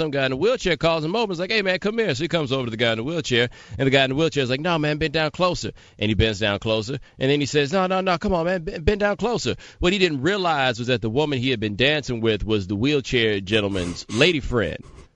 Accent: Texas, United States; I grew up in Texas. I went to school in a town with 1,500 people.

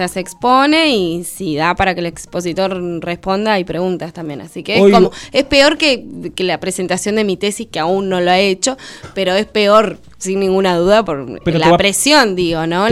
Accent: Puerto San Julián, Santa Cruz, Argentina; mismo en San Julián, te digo, en mi pueblo allá chiquitito, lejos de todo

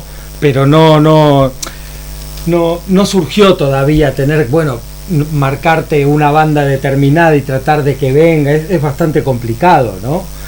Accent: Argentina; yo y Paul, que somos argentinos

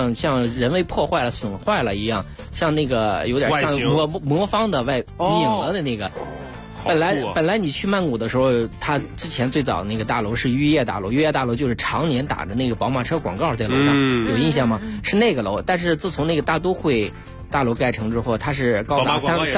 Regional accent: China; 不光是我们中国人去的特别多

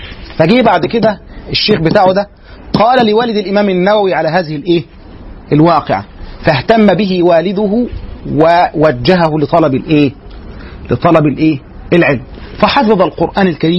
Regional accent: Egypt; زي ما كان عندنا في مصر هنا

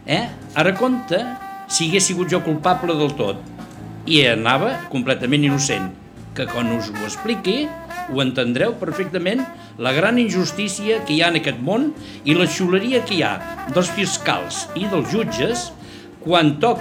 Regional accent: Catalonia, Spain; Catalán, sí, sí. De pura

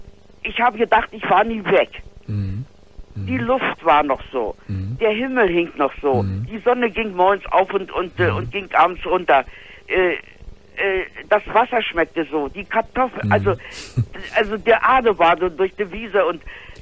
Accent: Königsberg, Kaliningrad Oblast, Russia; now in Germany; Ich komme aus Königsberg.

